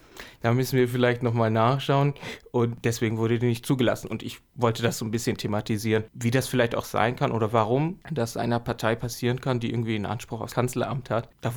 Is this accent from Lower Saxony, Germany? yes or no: no; Flensburg, Schleswig-Holstein, Germany; Ich komme aus Flensburg eigentlich.